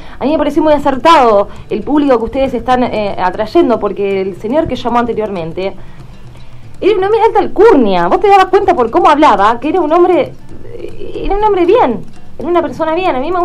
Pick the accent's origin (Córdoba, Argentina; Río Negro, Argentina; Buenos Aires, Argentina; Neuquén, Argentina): Buenos Aires, Argentina; Yo te llamo porque soy de la Capital Federal.